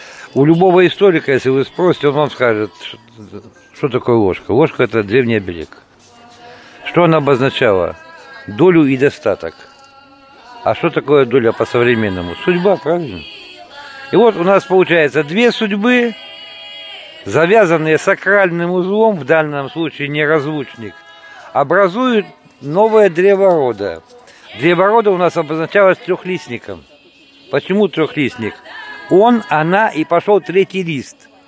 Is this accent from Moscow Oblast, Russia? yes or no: yes; Istra, Moscow Oblast, Russia; born there; Я, в принципе, родился-то здесь, в Москве, в Истре. Так что, можно сказать, я москвич.